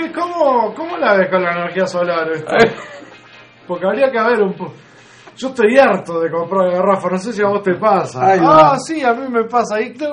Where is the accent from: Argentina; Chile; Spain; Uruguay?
Uruguay; la medida que nos reconozcamos como tales, como uruguayos